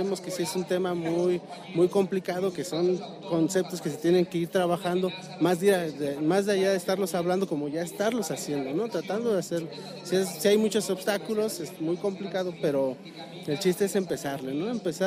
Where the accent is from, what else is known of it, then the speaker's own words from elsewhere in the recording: Querétaro, Mexico; participamos, somos de Querétaro, participamos en la mesa